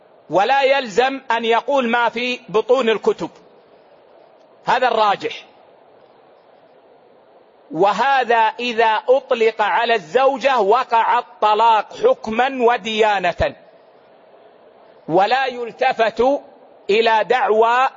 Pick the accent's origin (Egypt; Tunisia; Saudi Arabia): Saudi Arabia; Hejaz; يعني مثلا العيش عندنا في الحجاز هو الخبز